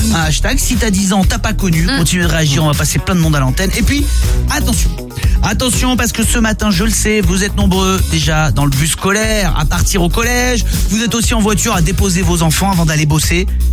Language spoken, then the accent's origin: French; Provence-Alpes-Côte d'Azur, France; Et puis, là d'où je viens, dans les Hautes-Alpes, c'était très alpinisme.